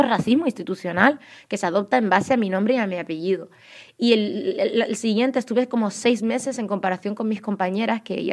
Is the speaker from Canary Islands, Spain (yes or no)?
yes; Canary Islands, Spain; accent: Canarian; Podréis ver que por mi acento canario llevo toda mi vida aquí